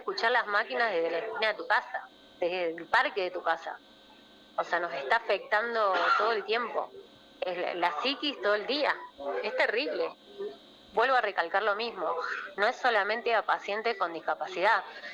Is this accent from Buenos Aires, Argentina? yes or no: yes; Buenos Aires, Argentina; Nosotros venimos de la provincia de Buenos Aires buscando que Francisco pueda dejar el oxígeno. Así que venimos a la sierra